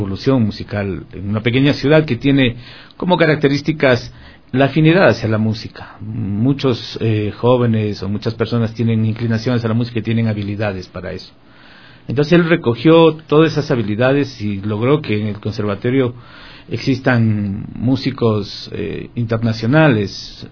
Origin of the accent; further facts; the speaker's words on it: Guayaquil, Guayas, Ecuador; born there; Yo soy un guayaco lojano. Yo nací en Guayaquil y mi familia toda es de Loja. Nací y crecí en un contexto musical.